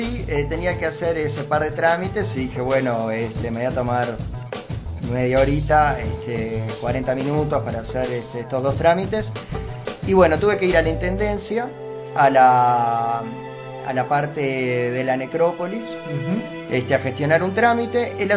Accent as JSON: {"language": "Spanish", "country": "Uruguay", "tie": "born there", "said": "tengo la cédula que me acredita como uruguayo nacido en este suelo."}